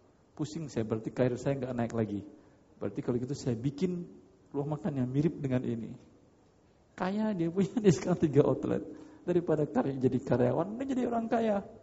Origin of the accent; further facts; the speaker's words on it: Padang, West Sumatra, Indonesia; Masalahnya karena saya orang Padang aja.